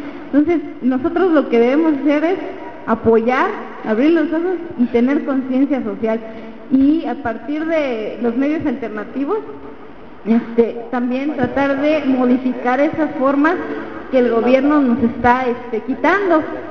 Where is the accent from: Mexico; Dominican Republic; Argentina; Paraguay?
Mexico; Tuxtla Gutiérrez, Chiapas; somos de aquí, somos de Tuxtla, somos de Chiapas, somos de México